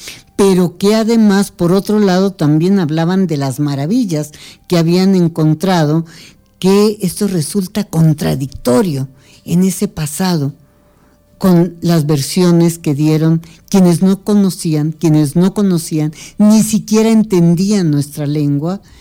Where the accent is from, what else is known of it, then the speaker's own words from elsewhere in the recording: Mexico; como muchos mexicanos, como muchas mexicanas y como mucha gente y como muchos investigadores académicos en este país